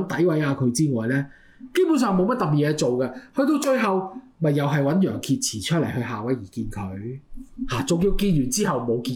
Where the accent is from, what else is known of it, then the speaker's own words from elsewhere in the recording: Canada; 我哋加拿大人好有禮啊，做咗少少嘢，我哋都成日同人講 sorry